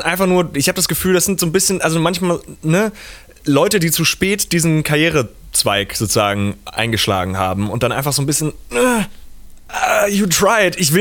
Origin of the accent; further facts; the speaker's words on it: Hamburg, Germany; weil ich komme ja auch aus Hamburg, also ich habe diesen leichten Nordbezug.